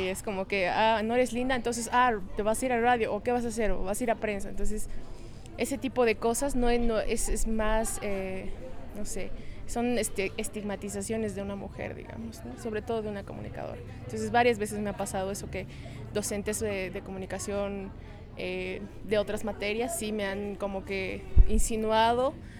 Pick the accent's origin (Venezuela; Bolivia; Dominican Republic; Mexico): Bolivia; La Paz; now in Cochabamba, Bolivia; tengo 22 años, soy de La Paz, Bolivia, pero vivo en Cochabamba.